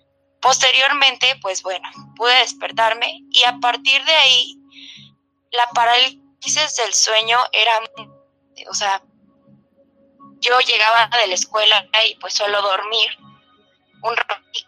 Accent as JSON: {"language": "Spanish", "town": "Tláhuac", "region": "Mexico City", "country": "Mexico", "said": "de México. Soy de Tlahuita la Bella."}